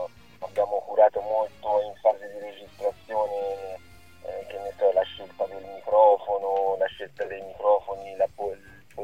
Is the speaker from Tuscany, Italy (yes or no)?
yes; Torrita di Siena, Tuscany, Italy; also born or lived in Arezzo; Io, in realtà io sono cresciuto a Torrita di Siena, che è un paesino che... con Montepulciano